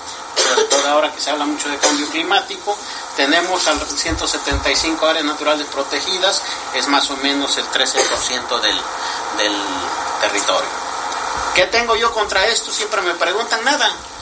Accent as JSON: {"language": "Spanish", "region": "Oaxaca", "country": "Mexico", "said": "Yo soy oaxaqueño, toca allá abajo"}